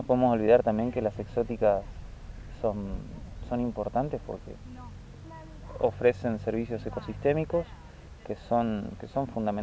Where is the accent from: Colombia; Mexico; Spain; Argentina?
Argentina; Ituzaingó, Buenos Aires Province; yo vengo de zona oeste, de Buenos Aires, más bien de Ituzaingó, me crié en Ituzaingó, estudié en Luján y me desarrollé profesionalmente en Parque del Luar, que es una zona súper boscosa